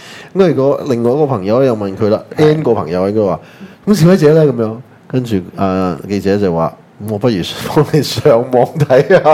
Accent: Hong Kong; 小個我已經覺得自己是香港人了、從來沒有中國人這回事的

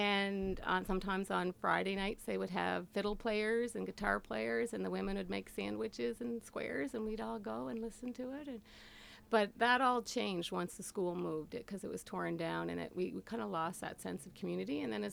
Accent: Cove Head, Prince Edward Island, Canada; I grew up in Cove Head. It's one of the oldest communities in Prince Edward Island. It has the oldest road leading from the harbor all the way into Charlottetown. It's kind of historic for that. And it was a really amazing place to grow up.

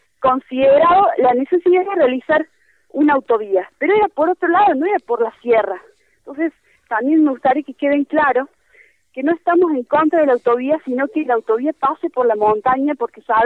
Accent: Córdoba, Argentina; yo particularmente soy de Córdoba capital

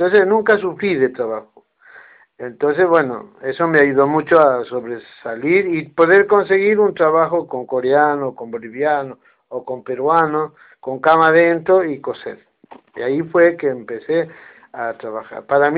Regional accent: Jujuy, Argentina; moved away as an adult; now in Buenos Aires, Argentina; cuando vine acá a mi país hace 20 años atrás, va, 30 años, porque 10 estuve en Jujuy, pues yo soy de Jujuy, nací en Jujuy, tengo familia en Jujuy

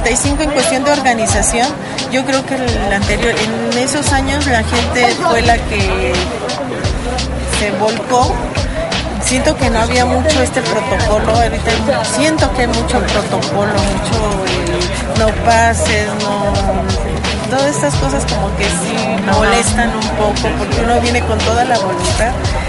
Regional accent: Azcapotzalco, Mexico City, Mexico; yo soy de aquí del distrito, de Azcapotzalco. El 85 yo lo viví, estaba muy joven, yo creo que tendría unos 15 años.

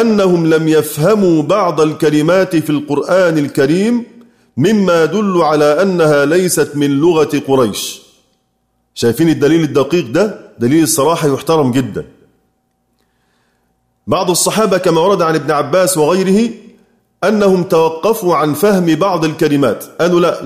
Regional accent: Egypt; هل أستطيع أنا كمصري إني أقول إني أحيط بكل معاني كلمات على أقل بلدي؟

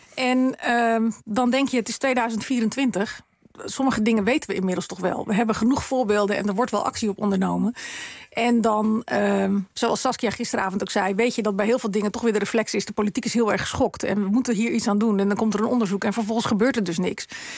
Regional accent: Rotterdam, South Holland, Netherlands; Ik kom uit Rotterdam

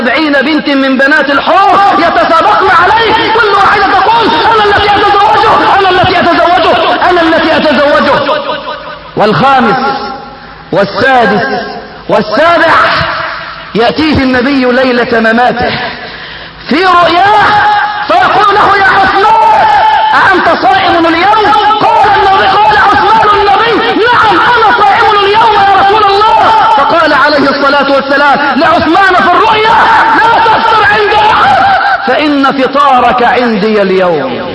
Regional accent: Egypt; عندنا في مصر

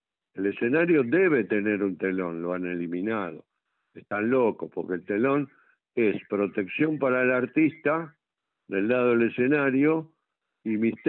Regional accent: Argentina; que yo como buen argentino lo he amado desde chico

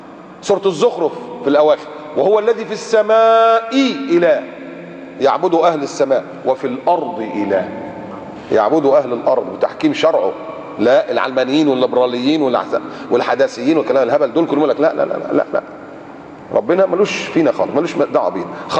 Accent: Egypt; moved away; عارف المشروع عندنا في مصر في بلادنا، المشروع ب 14 راكب السيرفيس، او ساعات اللي كان قبل انا ما امشي من كانت العربيه البيجو السبعه راكب دي

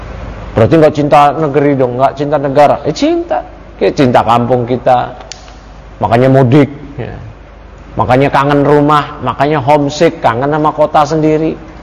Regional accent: Jakarta, Indonesia; Saya lahir di Jakarta, kecil di Jakarta, gede di Jakarta. Orang tua saya puluhan tahun lalu dari dulu di Jakarta. Kerabat-kerabat saya semua di Jakarta. Saya lahir di Jakarta.

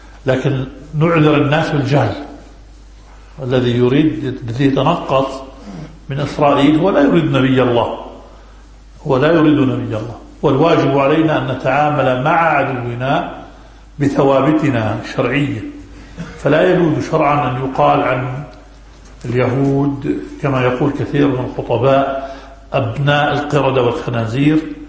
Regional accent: Jerusalem, Palestine; ثم أهل فلسطين وأنا منهم، وأنا مقدسي

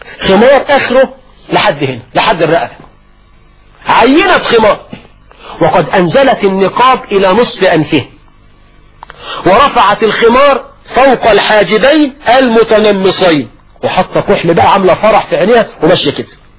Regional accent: Egypt; زي عندنا في مصر في الريف والصعيد،

